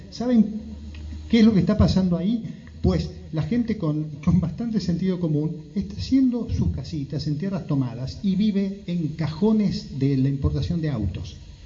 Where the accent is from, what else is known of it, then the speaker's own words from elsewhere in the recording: Moreno, Buenos Aires Province, Argentina; Yo soy de Moreno, este territorio es mío, esta tierra es mía, yo estoy anclado, tengo raíces en esta tierra. Yo soy de Cuartel Quinto, pero cualquier barrio es mi barrio.